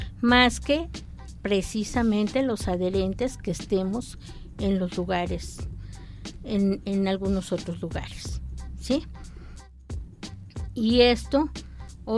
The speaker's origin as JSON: {"language": "Spanish", "country": "Mexico", "said": "Creo que como mexicanos tendemos a idealizar"}